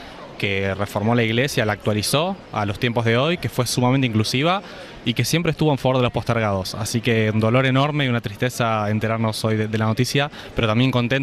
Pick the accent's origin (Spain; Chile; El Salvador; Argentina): Argentina; A nosotros todavía nos parece irreal que un argentino haya llegado a ser la cabeza de la Santa Sede